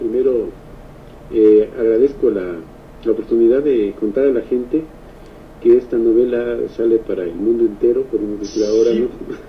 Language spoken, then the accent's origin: Spanish; Ecuador; lo que nosotros como ecuatorianos lo que nos limita siempre